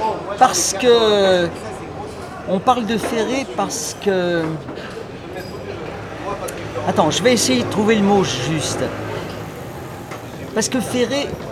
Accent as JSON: {"language": "French", "country": "France", "said": "mais en tant que Français, je peux dire ce que je pense."}